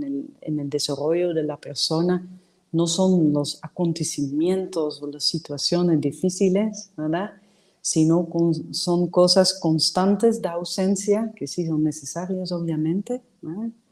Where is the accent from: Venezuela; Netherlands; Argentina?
Netherlands; Spanish is a second language; yo como soy holandesa, que tuvieron que reconstruir el país después de esas dos guerras mundiales